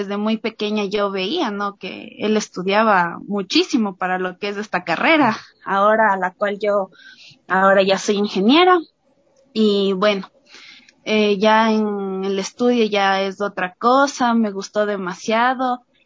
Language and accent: Spanish; Quito, Pichincha, Ecuador; soy de la ciudad de Quito